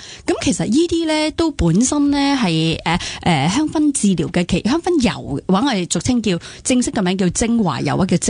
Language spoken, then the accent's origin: Cantonese; China; 我哋身为中国人咧，我哋用咁多中草药咧